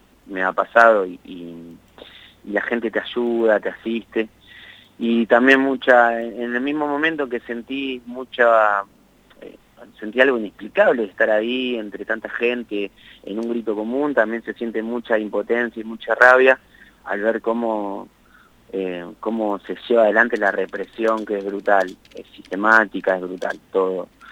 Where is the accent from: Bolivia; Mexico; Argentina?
Argentina; ¿De nosotros como país, como Argentina?